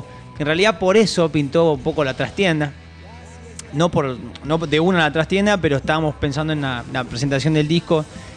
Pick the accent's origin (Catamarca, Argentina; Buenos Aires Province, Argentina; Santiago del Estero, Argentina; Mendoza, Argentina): Mendoza, Argentina; now in Buenos Aires, Argentina; Sí, así es, soy bien, mendocino. Estoy bien, igual lo... hace 15 años que estoy en Buenos Aires.